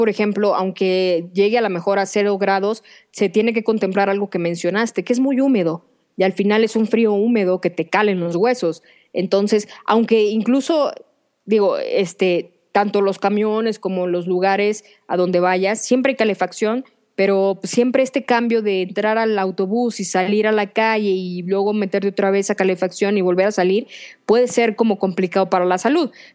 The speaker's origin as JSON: {"language": "Spanish", "country": "Mexico", "said": "nosotros como mexicanos somos bastante impuntuales"}